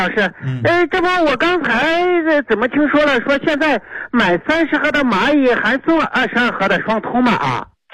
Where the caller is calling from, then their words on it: Tongzhou, Beijing, China; 我是通州经贸家园的。